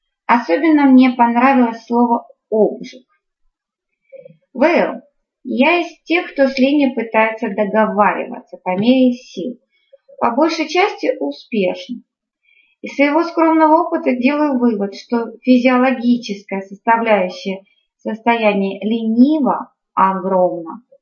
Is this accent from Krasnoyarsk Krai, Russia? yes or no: yes; Krasnoyarsk, Krasnoyarsk Krai, Russia; now in Moscow, Russia; Я приехала из Красноярска, в Москве только 3 года.